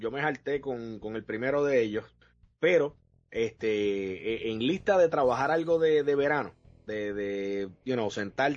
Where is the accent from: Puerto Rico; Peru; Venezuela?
Puerto Rico; Entonces yo obviamente como buen puertorriqueño asocio la playa con el vacilón de verano, ¿no?